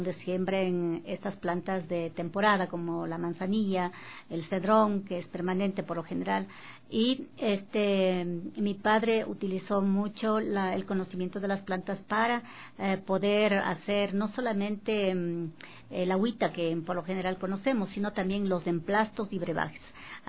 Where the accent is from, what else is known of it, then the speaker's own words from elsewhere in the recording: Cotacachi, Imbabura, Ecuador; born there; yo nací en Cotacachi, pero mis padres son oriundos de la comunidad de Peguche y de Quinchuquí.